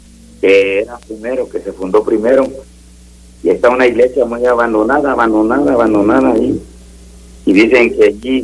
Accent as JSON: {"language": "Spanish", "town": "San Miguel de Allende", "region": "Guanajuato", "country": "Mexico", "said": "y soy de allá de San Miguel de Allende, ¿no?"}